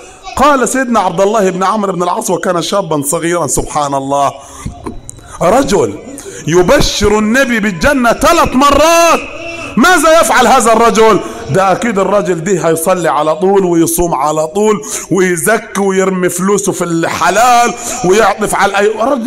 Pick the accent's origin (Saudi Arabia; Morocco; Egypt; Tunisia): Egypt; Upper Egypt; زي ما بنقول عندنا في الصعيد.